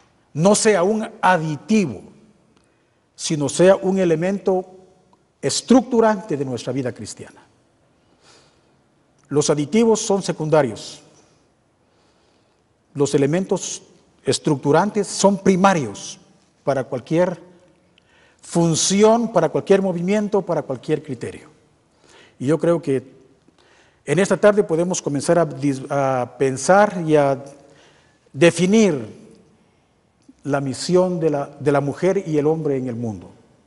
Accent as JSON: {"language": "Spanish", "country": "Guatemala", "said": "Somos guatemaltecos. Y les vuelvo a decir, estamos todavía en Guatemala."}